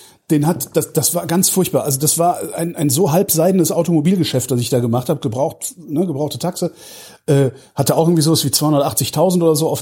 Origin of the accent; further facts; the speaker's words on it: Cologne, North Rhine-Westphalia, Germany; born there; als ich komme aus Köln gebürtig